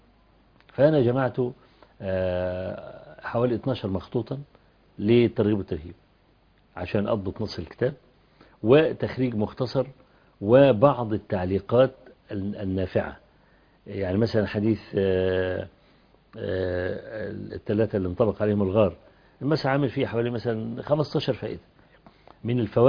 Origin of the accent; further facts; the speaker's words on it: Kafr El Sheikh, Kafr El Sheikh Governorate, Egypt; ينزل عندنا في كفر الشيخ